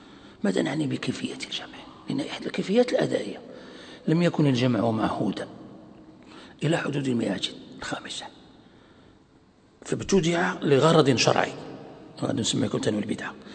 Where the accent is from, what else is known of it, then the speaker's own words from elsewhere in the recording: Morocco; يعني عندنا في المغرب يعني معروف